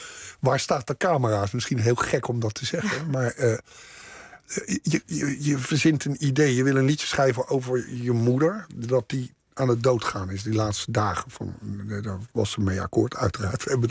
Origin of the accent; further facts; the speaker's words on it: The Hague, South Holland, Netherlands; Ik ben geboren in de Schilderswijk. Maar op mijn tweede ben ik verhuisd naar Moerwijk.